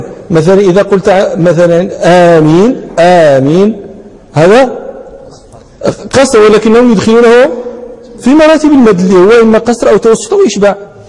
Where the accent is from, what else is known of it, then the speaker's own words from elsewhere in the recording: Morocco; أهل البدو عندنا في المغرب، في بعض نواحي المغرب